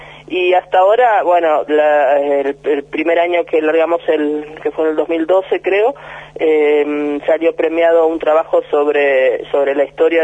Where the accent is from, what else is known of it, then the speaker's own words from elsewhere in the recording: Uruguay; moved away as an adult; now in Argentina; Nací, me crié hasta los 20 años, estuve sin salir del Uruguay.